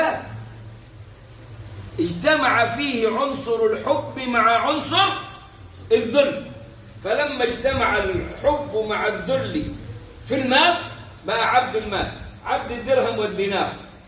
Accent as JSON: {"language": "Arabic", "country": "Egypt", "said": "وهذا مفتاح كلامنا كمصريين بنسبة فوق 90 كده بشوية"}